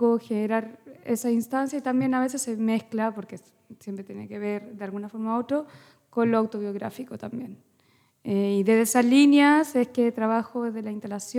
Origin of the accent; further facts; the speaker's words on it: Santiago, Santiago Metropolitan Region, Chile; porque soy de Santiago, de Chile.